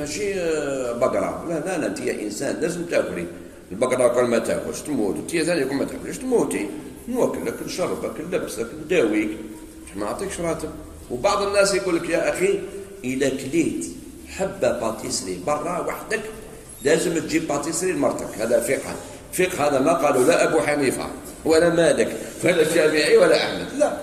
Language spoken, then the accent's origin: Arabic; Algeria; خاصة في بلدنا الجزائر